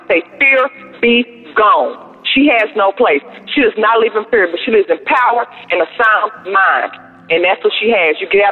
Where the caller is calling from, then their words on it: Texas, United States; I'm calling from Texas.